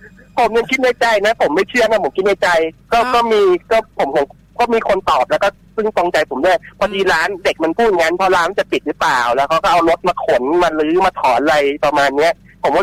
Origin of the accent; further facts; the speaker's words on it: Nong Khaem, Bangkok, Thailand; ผมเกิดและโตที่หนองแขมเลยไม่เคยไปไหนเลย